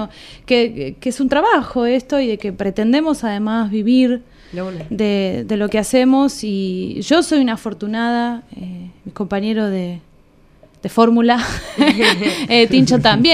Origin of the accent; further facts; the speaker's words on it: Pehuajó, Buenos Aires Province, Argentina; yo no soy de acá, yo soy de Pehuajó, y ahí empecé a hacer música.